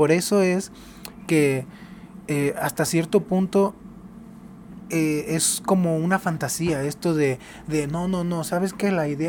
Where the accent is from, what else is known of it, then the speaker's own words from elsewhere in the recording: Mazatlán, Sinaloa, Mexico; moved away as an adult; yo nací en Sinaloa. Yo soy de Mazatlán, Sinaloa. Y viví ahí hasta los 23 años.